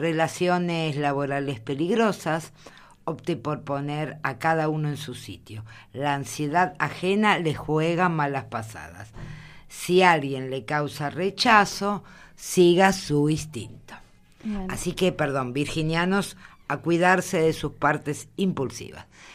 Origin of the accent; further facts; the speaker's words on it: Argentina; es para todos nosotros como argentinos o vecinos de nuestro país triste